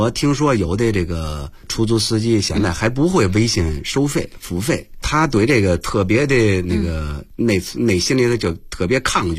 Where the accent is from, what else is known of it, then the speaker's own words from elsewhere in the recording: Beijing, China; 咱们是北京人